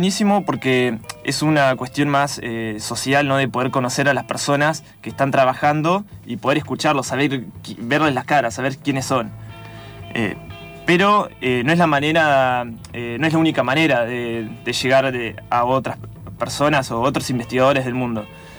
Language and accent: Spanish; San Carlos de Bariloche, Río Negro, Argentina; now in Buenos Aires, Argentina; yo soy de Bariloche, terminé el colegio y me vine a Buenos Aires a estudiar la licenciatura en paleontología